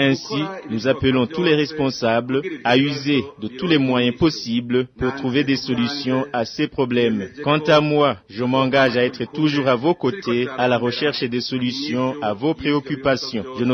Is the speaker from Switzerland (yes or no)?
no; Burundi; le Burundi est un don de Dieu et qu'il nous appartient tous en tant que Burundais